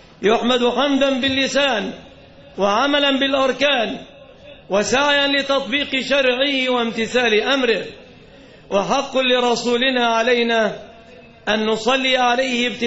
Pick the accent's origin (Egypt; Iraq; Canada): Egypt; لم نكن نتوقع يوما أن تطأ أقدامهم النجسة بلادنا مصر